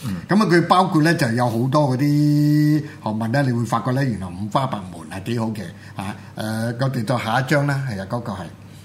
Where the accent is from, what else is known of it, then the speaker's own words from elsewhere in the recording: Hong Kong; 我覺得就唔係我哋香港人咧，即係自己咧生安白造咁樣諗出嚟